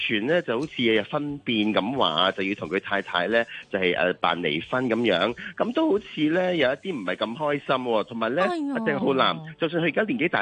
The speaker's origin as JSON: {"language": "Cantonese", "country": "Hong Kong", "said": "系我哋香港人成日都去噶"}